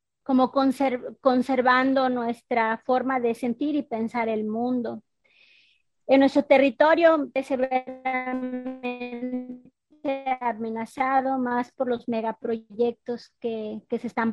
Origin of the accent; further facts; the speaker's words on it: Felipe Carrillo Puerto, Quintana Roo, Mexico; Yo soy de Nojca, Santa Cruz, Balamná, Campo Colchén. Actualmente se llama Felipe Carrillo. Nuestra cultura maya, soy una mujer maya Masehual.